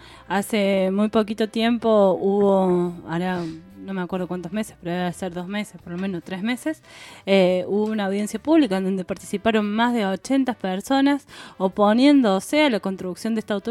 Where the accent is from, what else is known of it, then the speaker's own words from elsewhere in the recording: Córdoba, Argentina; Los que vivimos y que nos criamos en Córdoba capital